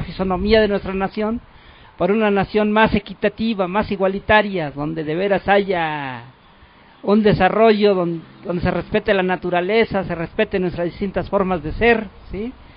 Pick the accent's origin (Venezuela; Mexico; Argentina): Mexico; San Pablo Tecalco, State of Mexico; Vengo de San Pablo Tecalco, Tecámac, Estado de México.